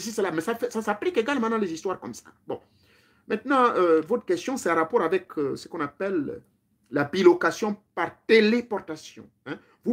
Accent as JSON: {"language": "French", "town": "Lambaréné", "region": "Moyen-Ogooué", "country": "Gabon", "tie": "born there", "said": "je suis né à l'Ambaréné."}